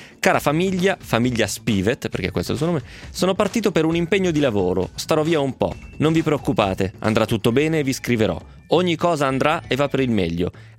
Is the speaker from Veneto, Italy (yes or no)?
no; Romentino, Piedmont, Italy; Vengo da Romentino, ragazzi, vi farei fare un giro a Romentino, che è la città più bella del mondo.